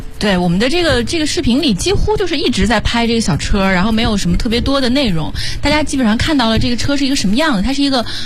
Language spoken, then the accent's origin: Chinese; Urumqi, Xinjiang, China; 我是乌鲁木齐人。